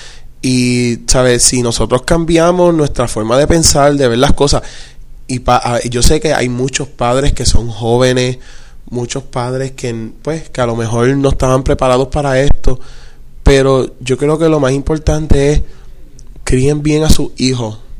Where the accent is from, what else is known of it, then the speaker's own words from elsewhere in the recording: Rincón, Puerto Rico; yo soy de Rincón. Rincón es un pueblo bien pacífico.